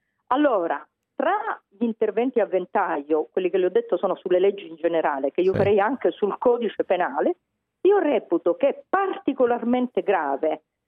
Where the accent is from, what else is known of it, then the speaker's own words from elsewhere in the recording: Palermo, Sicily, Italy; Io sono sempre stata tifosa, perché essendo palermitana